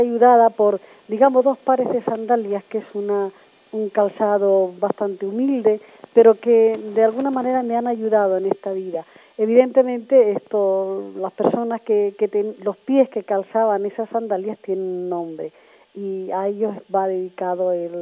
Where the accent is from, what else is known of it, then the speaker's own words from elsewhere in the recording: Güímar, Canary Islands, Spain; also born or lived in La Gomera; now in Granadilla, Spain; yo nací en La Gomera, pero he vivido toda mi vida en el sur de Tenerife, primero en Güímar y ahora en Granadilla.